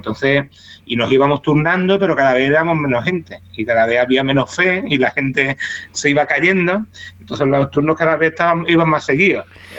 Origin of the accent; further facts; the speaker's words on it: Andalusia, Spain; como somos los andaluces